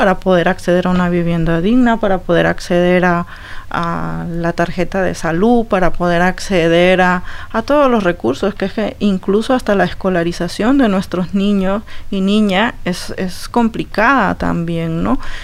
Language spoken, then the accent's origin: Spanish; Honduras; en el caso nuestro específico como hondureñas